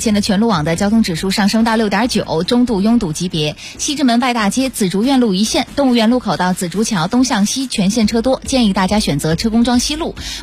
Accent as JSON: {"language": "Chinese", "region": "southern China", "country": "China", "said": "作为一个南方人太不容易了。"}